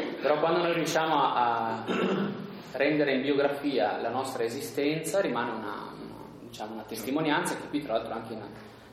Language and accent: Italian; Merano, Trentino-Alto Adige, Italy; Io sono di Merano